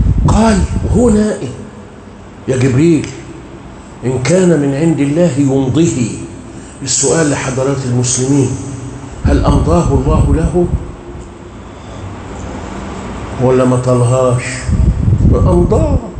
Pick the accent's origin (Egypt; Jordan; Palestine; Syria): Egypt; واجعل بلادنا مصر رخاء رخاء